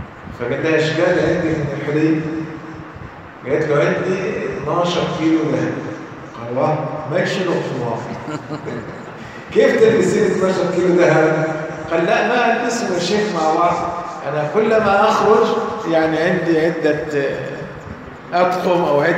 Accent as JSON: {"language": "Arabic", "country": "Egypt", "said": "والخوزة اللي عارفين إحنا كمصريين الخوزة، لكن هو عشان مش مصري"}